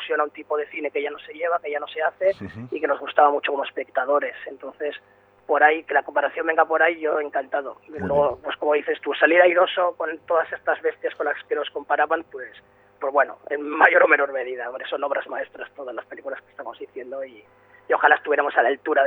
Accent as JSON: {"language": "Spanish", "town": "Bilbao", "region": "Basque Country", "country": "Spain", "said": "obviamente yo soy de Bilbao, sí."}